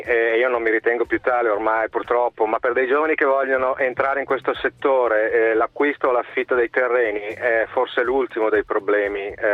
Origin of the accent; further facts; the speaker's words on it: Milan, Lombardy, Italy; Io sono un milanese trapiantato in Liguria che sta cercando di fare impresa agricola